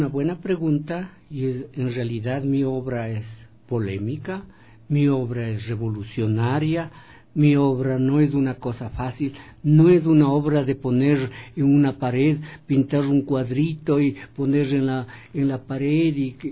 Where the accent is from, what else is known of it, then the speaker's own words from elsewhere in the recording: Quinchucajas, Pichincha, Ecuador; born there; also born or lived in Cayambe; yo nací en Quinchucajas, que está es que es un caserío que está entre Cayambe y Casio Otavalo, ¿no? Entonces yo salí de este caserío